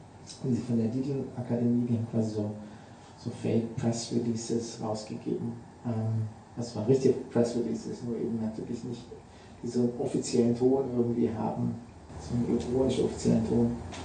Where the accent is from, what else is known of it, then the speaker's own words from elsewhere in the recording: Southern Germany, Germany; Jetzt komme ich aus Süddeutschland, kann man sagen, die sind da immer so.